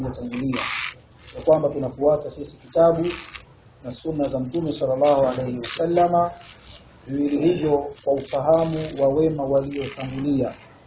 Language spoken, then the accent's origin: Swahili; Dar es Salaam, Tanzania; Mimi ni ndugu yenu nimetokea Dar es Salaam katika wilaya ya Ubungo